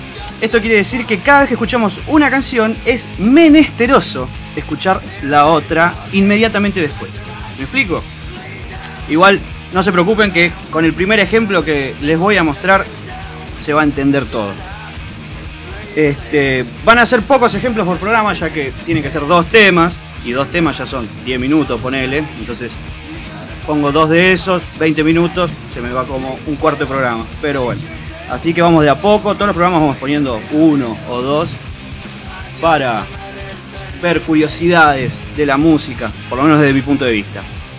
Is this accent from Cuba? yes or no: no; Hurlingham, Buenos Aires Province, Argentina; yo también soy de Hurlingham